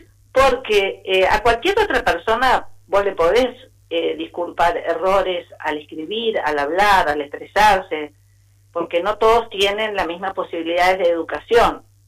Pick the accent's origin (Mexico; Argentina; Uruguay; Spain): Argentina; Buenos Aires; en el colegio al que asistí, en Buenos Aires, porque yo soy de Buenos Aires.